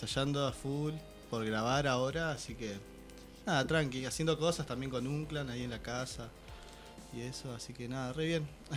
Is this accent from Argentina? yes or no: yes; Trelew, Chubut, Argentina; así que yo soy de Trelew, Chubut